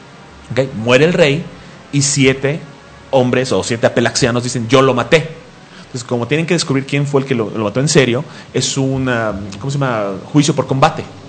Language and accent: Spanish; Mexico; como somos mexicanos, siempre nos colamos a la fila.